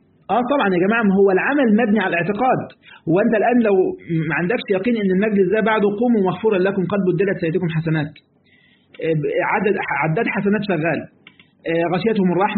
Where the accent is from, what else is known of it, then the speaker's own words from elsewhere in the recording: Egypt; من الفوائد في بعض الكلمات عندنا في مصر يقول لك أنا عملت كذا والباقي على ربنا